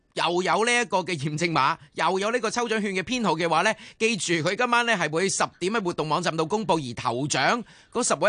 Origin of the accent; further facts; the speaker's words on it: Hong Kong; 呢个系我哋香港人嘅心声嚟噶